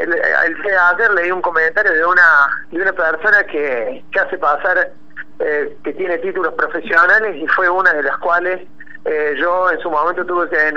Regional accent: Córdoba, Argentina; defiendo la bandera de Córdoba, defiendo mi tierra porque es mía

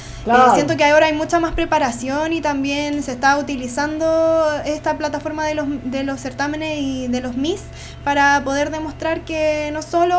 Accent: Puente Alto, Santiago Metropolitan Region, Chile; Y acá somos de Puente Alto y tenemos que hablarnos como vecinos que somos también.

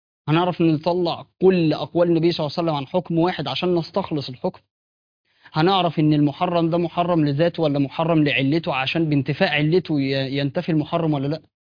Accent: Egypt; عندنا في مصر، فعشان بس ما نقولش معلومات

